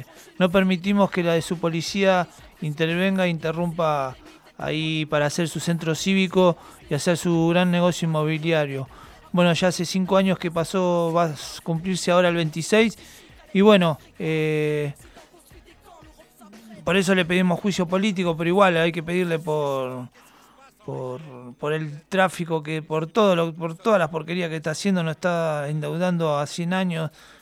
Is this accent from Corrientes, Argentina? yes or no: no; Banfield, Buenos Aires Province, Argentina; born there; desde que nací allá en Banfield